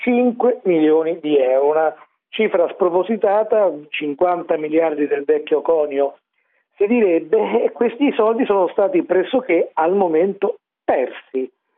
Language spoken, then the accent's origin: Italian; Rome, Lazio, Italy; Ed essendo io romano, fiero di esserlo